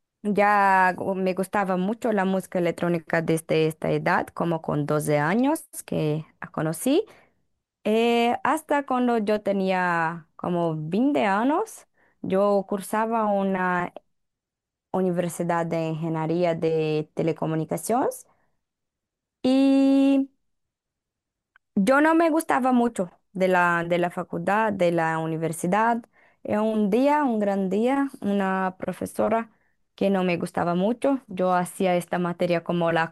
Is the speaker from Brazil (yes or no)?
yes; Campo Belo, Minas Gerais, Brazil; Spanish is a second language; mi ciudad natal, Campo Belo, en interior de Minas Gerais, un estado aquí en Brasil.